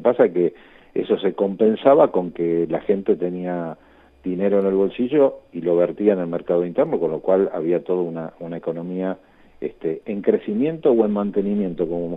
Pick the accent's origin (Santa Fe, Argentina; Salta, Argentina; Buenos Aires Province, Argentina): Buenos Aires Province, Argentina; Lanús; Nosotros en el distrito de Lanús, de donde yo soy oriundo, digamos, hace 60 años que vivo ahí